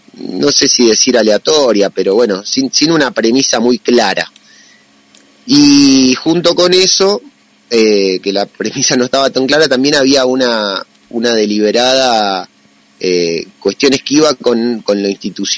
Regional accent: San Marcos Sierras, Córdoba, Argentina; Yo nací a la vera del Paraná, pero me crié acá en San Marcos Sierras. Llegué hace 41 años, cuando tenía uno nomás. Así que tuve una crianza serrana.

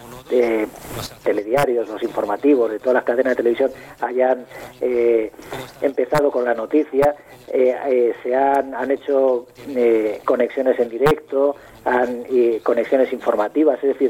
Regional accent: Castile, Spain; yo que soy castellano y buen refranero

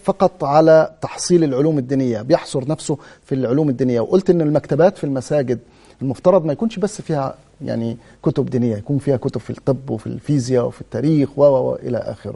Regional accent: Egypt; طيب ايضا من ضمن النقاط اللي يعني بتثير الجدل هنا حتى عندنا في مصر

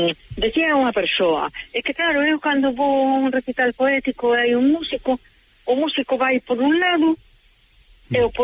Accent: Carril, Galicia, Spain; Mira, pero como eu son de Carril, será da Ameixa.

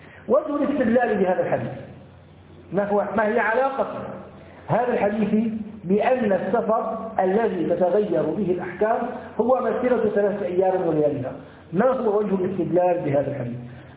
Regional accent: Syria; لو أنه ركب مثلا الكرنة الباص عندنا في الشام، نسافر مثلا من دمشق إلى حماة

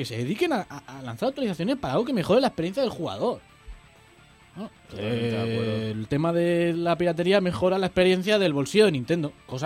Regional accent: Zaragoza, Aragon, Spain; Y soy de Zaragoza.

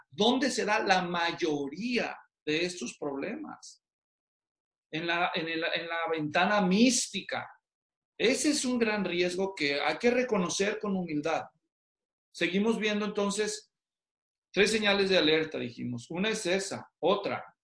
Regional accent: Guadalajara, Jalisco, Mexico; yo soy de Guadalajara, así que cuando yo viví en Guadalajara y hice ministerio en Guadalajara

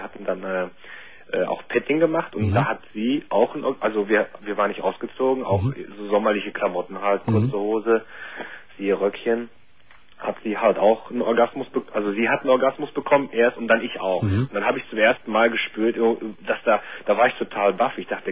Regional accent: North Rhine-Westphalia, Germany; now in Cologne, Germany

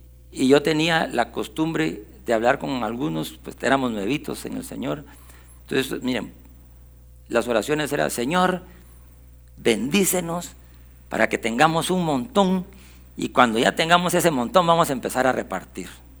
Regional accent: Guatemala; Nosotros ya no somos guatemaltecos, vivimos aquí

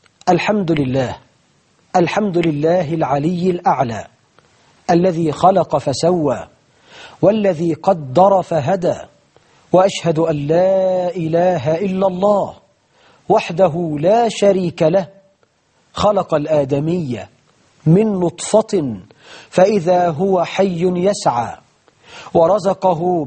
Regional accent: Egypt; يجعل بلدنا مصر أمنا أمانا

